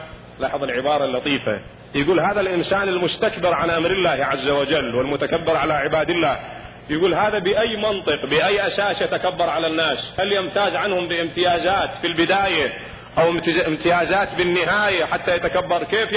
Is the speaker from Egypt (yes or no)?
no; Iraq; هذا موجود عندنا بالعراق في بعض المناطق التي تزرع الرز.